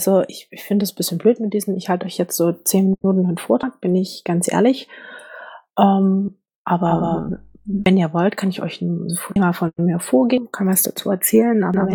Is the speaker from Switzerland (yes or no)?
no; Saxony, Germany; ich komme aus dem Erzgebirge, ich bin dort geboren und aufgewachsen. Ich habe dann Aue Abitur gemacht, also richtige Sächsin.